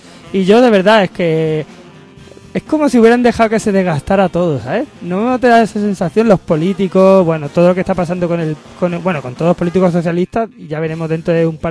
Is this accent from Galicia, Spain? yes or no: no; Andalusia, Spain; soy andaluz todavía, cuando pase un mes más aquí intentaré hablar mejor.